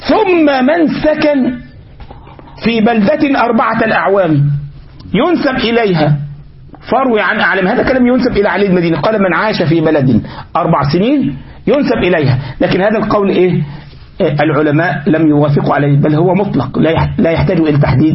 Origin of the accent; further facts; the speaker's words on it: Egypt; لكن عندنا في مصر يقولك ايه القاهرة الكبرى